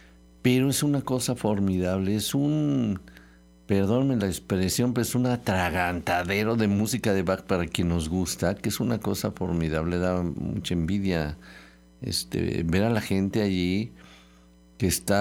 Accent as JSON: {"language": "Spanish", "country": "Mexico", "said": "ya ven cómo somos nosotros, los mexicanos"}